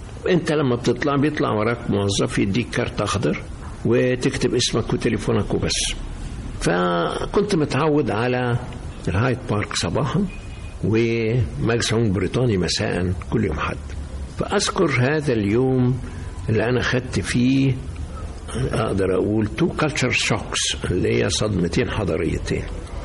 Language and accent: Arabic; Egypt; وانا المصري كنت ماشي فوق السحاب ساعتها